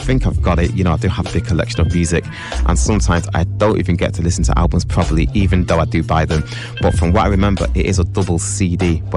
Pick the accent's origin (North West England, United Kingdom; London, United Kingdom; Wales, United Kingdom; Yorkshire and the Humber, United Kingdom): North West England, United Kingdom; Manchester; He's actually from my hometown, Manchester, UK